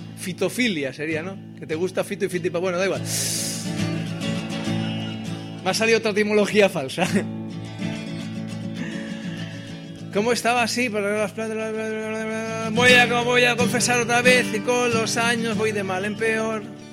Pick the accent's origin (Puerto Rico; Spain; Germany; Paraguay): Spain; Barcelona, Catalonia; soy de Horta. Mi vida son recuerdos del barrio de Horta cuando yo era pequeño, 9 años, y era un barrio normal, que se dice ahora transversal, ricos, pobres y regulares.